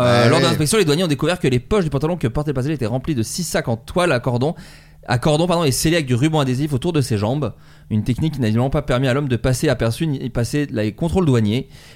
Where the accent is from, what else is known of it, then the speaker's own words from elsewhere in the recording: Autun, Bourgogne-Franche-Comté, France; Moi je viens de Bourgogne, une ville qui s'appelle Autun.